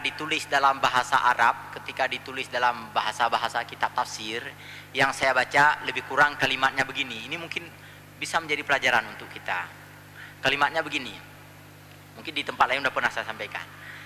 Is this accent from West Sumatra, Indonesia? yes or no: yes; West Sumatra, Indonesia; betapa saya di masa-masa remaja menuntut ilmu agama di sana, di Sumatera Barat. Itu alah, karut cerita kampung gua.